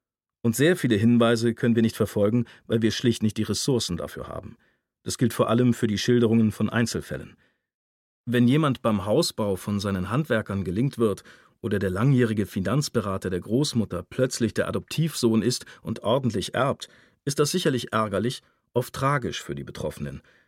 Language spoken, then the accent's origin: German; Germany; Wir sind beide in der Nähe der österreichischen Grenze aufgewachsen.